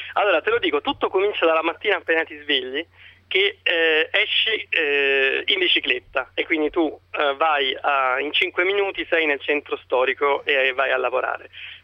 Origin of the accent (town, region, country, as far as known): Rome, Lazio, Italy; now in Lugano, Switzerland